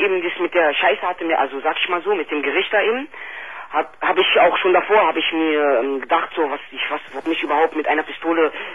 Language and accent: German; Germany; born there; Also ich bin aber deutsche Staatsangehörigkeit, ich bin in Deutschland geboren, also bin ich auch Deutscher.